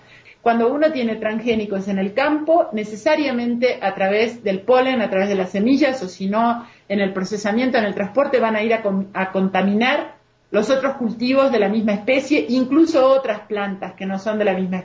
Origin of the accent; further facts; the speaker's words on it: Uruguay; now in Mexico; De por sí trabajo en México, pero soy uruguaya.